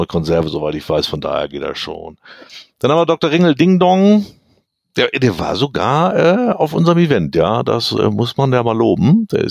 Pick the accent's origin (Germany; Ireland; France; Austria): Germany; East Germany; ich bin im Osten aufgewachsen